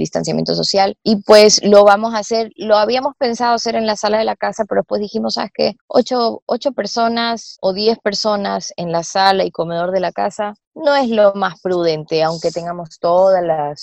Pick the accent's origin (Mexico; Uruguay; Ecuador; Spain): Ecuador; nosotros como latinos, o nosotros en Ecuador, no estamos muy acostumbrados a pagar por internet